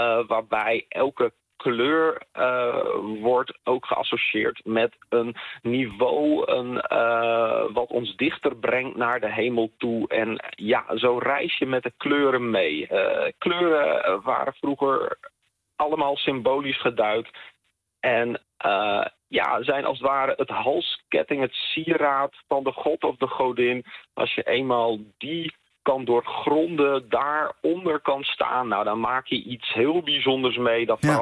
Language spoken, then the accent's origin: Dutch; Friesland, Netherlands; als verhalenverteller en als Fries hou ik wel van de Germaanse mythe